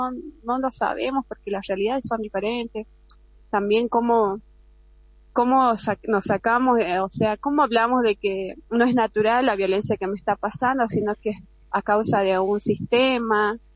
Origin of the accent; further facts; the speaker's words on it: Jujuy, Argentina; porque somos jujeñas y muchas veces nos ha tocado decidir no poder ir a algún encuentro porque la lejanía